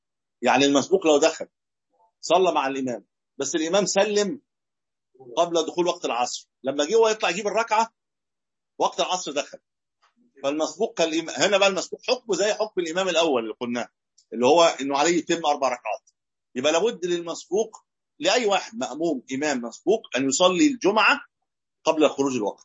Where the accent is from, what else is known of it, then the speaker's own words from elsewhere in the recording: Egypt; زي عندنا في مصر الآن اللي فيها أسواق